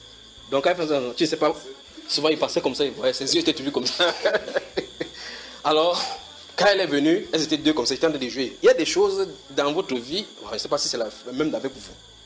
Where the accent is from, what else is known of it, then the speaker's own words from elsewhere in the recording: France; born there; c'est que je suis né en France.